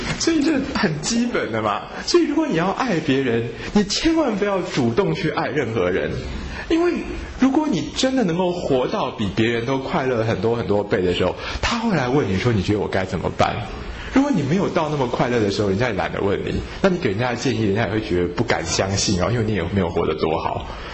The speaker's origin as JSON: {"language": "Chinese", "country": "Taiwan", "said": "那我觉得我们台湾人也是一个很喜欢把心软当作是爱的民族，"}